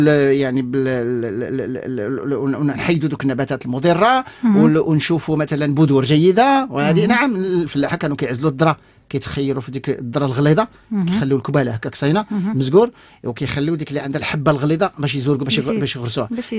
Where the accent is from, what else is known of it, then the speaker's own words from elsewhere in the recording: Morocco; ولكن عندنا في المغرب لو سولتي الناس غادي يقول لك نعم